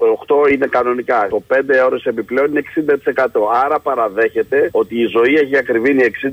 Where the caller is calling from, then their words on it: Kallithea, Attica, Greece; είμαι από την Καλλιθέα, ρε.